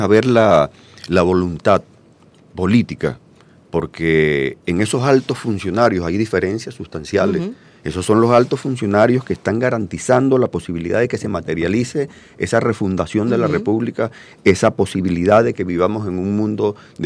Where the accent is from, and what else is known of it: Venezuela